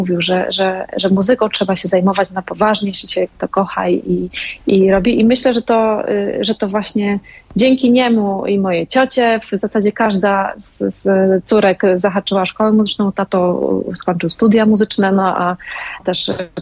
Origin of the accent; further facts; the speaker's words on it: Subcarpathian Voivodeship, Poland; bo ja pochodzę z małej podkarpackiej wsi, gdzie też tego dostępu do muzyki aż takiego nie było